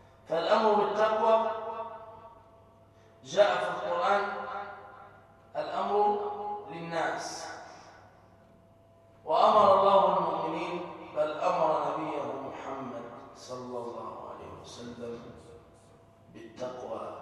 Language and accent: Arabic; Egypt; اللهم احفظ مصر بلدتنا من كل مكروه وسوء.